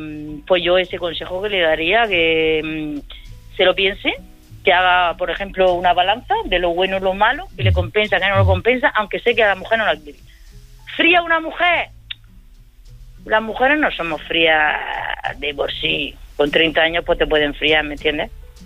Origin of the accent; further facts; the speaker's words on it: Region of Murcia, Spain; De Murcia. De los perros.